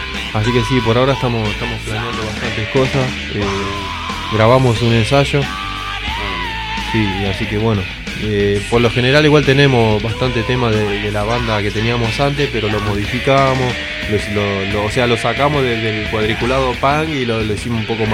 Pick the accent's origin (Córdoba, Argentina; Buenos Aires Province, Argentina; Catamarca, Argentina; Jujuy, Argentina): Buenos Aires Province, Argentina; Somos de Zona Sur, residente en Bernal.